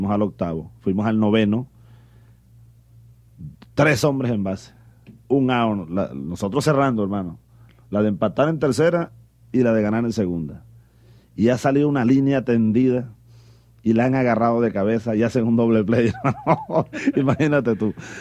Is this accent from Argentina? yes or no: no; Venezuela; born there